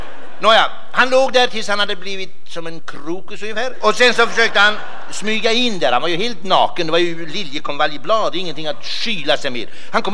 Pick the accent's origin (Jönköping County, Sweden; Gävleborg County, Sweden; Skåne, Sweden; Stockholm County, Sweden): Jönköping County, Sweden; Jönköping; Ja, jag är från Småland. Jag är född i Jönköping egentligen från början.